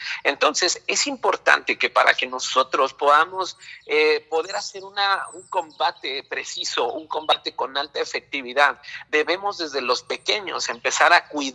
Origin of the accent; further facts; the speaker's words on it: Mexico; lo primero que nosotros debemos de tener como pueblo mexicano